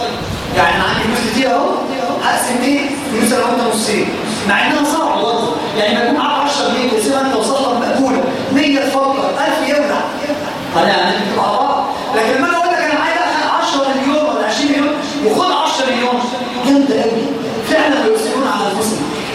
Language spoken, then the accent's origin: Arabic; Egypt; ما بقتش موجوده بالذات فينا كمصريين